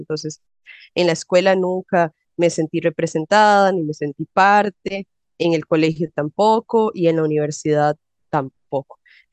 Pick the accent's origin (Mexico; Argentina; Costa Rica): Costa Rica; Heredia; como yo nací en Heredia y crecí en Heredia